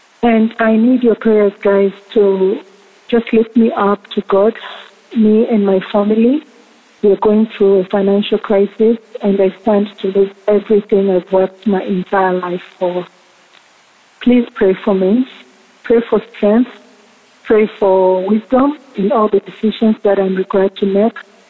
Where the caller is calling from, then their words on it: Tanzania; I'm calling from Tanzania, that's in East Africa.